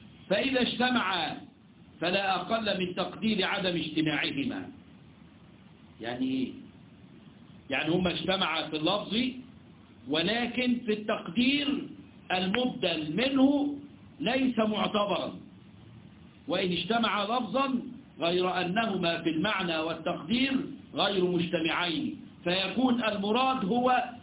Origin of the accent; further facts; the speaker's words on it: Egypt; احنا عندنا في مصر يقول لك في ادويه بديله